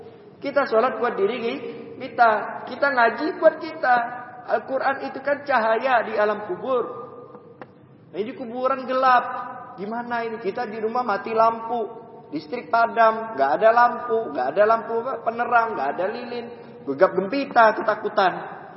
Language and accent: Indonesian; Pontianak, West Kalimantan, Indonesia; Saya dari Pontianak datang ke sini